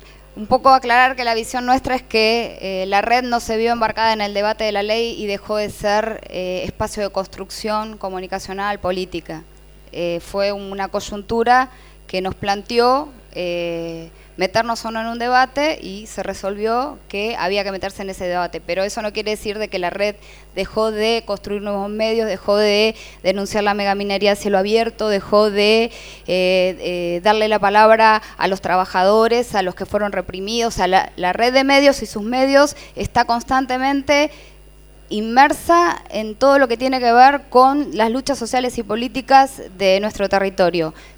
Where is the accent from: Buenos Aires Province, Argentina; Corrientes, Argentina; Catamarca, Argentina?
Buenos Aires Province, Argentina; Morón; hay registro de medios en el municipio de Morón, por ejemplo, que es de donde yo vengo.